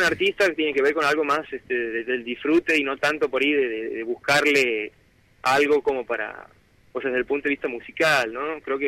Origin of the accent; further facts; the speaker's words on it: Santiago del Estero, Argentina; Somos todos de Santiago Capital.